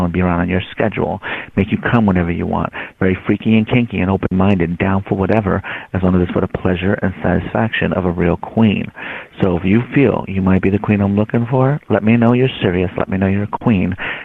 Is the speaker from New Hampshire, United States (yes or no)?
no; New York, United States; I'm from New York, and I'm mixed.